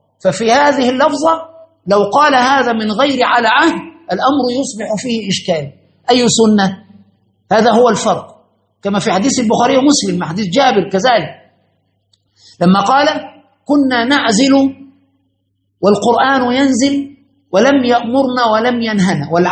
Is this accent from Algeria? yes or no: no; Egypt; كنا الميزان عندنا في مصر وفي كل الأماكن